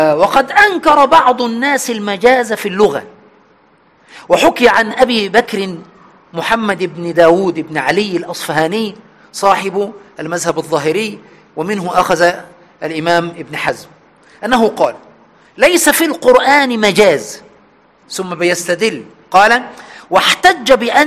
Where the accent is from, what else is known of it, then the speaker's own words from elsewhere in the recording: Egypt; عندنا في مصر هنا يتكلمون عن المرأة العفيفة والقوية في دينها